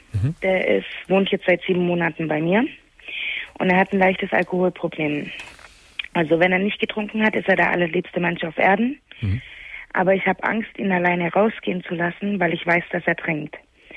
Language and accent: German; Baden-Württemberg, Germany; now in Chemnitz, Germany; Weil ich komme ja auch nicht aus Chemnitz, sondern aus dem Schwarzwald.